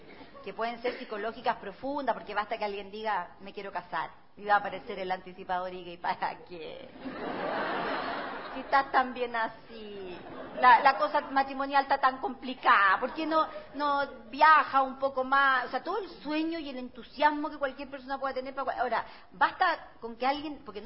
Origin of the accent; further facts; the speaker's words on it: Temuco, Araucanía, Chile; yo nací en Temuco, por lo tanto viví 15 años allá, yo crecí con esta frase.